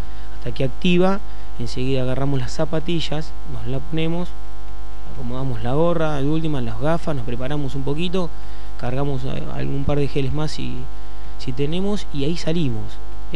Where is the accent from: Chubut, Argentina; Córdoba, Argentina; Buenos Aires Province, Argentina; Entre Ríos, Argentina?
Buenos Aires Province, Argentina; Necochea; now in Saladillo, Argentina; Sí, yo soy de Necochea, ya lo tengo a Saladillo muy incorporado. Hace 10 años que estoy acá, la verdad yo estoy en Azul